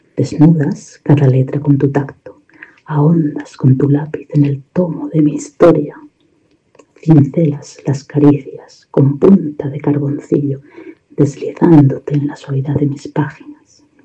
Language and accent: Spanish; Indianilla, Castilla-La Mancha, Spain; born there; now in Buñol, Spain; Nací en Indianilla, Cuenca, pero vivo en Buñol, en Valencia, en España.